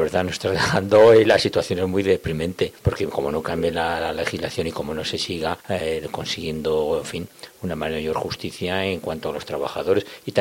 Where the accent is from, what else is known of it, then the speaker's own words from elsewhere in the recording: Teruel, Aragon, Spain; Yo, como soy de Teruel, me alegro mucho de que por lo menos allí.